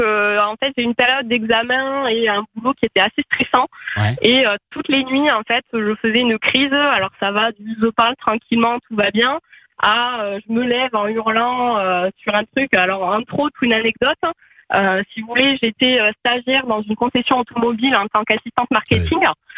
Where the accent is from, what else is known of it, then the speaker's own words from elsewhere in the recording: Hauts-de-France, France; accent: southern; peut-être accent du sud, mais je suis picarde de base.